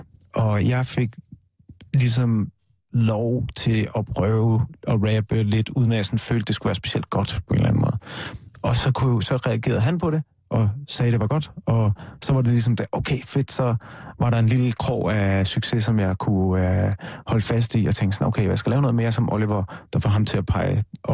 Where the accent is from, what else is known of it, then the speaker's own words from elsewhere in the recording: North Denmark Region, Denmark; Jeg er fra Nordjylland, lidt nord for Aalborg.